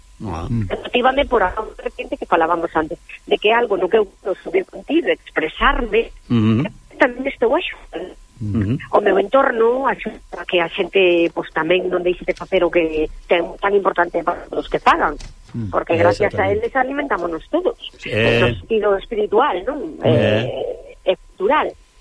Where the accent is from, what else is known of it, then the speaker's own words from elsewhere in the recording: Galicia, Spain; aquí bañados por o Miño e polo Sil, que eu, sí, además son da Ribeira Sacra